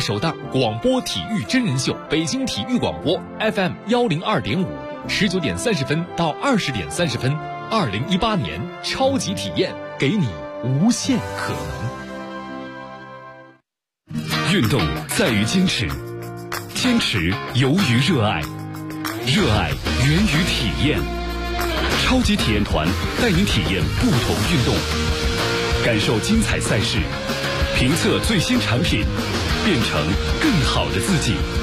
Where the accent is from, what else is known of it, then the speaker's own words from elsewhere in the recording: Dalian, Liaoning, China; 我都是大连人。